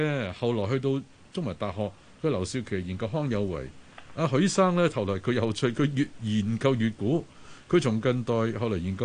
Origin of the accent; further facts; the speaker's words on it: Xinhui, Guangdong, China; 我係新會人，係新會嘅潮年人。